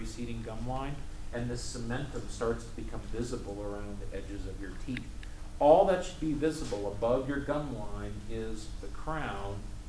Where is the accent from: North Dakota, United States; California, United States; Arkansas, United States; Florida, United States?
North Dakota, United States; Yes, I say root. I can't say root. I come from North Dakota.